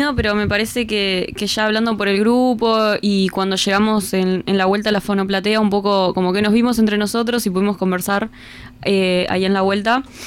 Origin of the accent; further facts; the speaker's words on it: Montevideo, Uruguay; la mayoría somos de Montevideo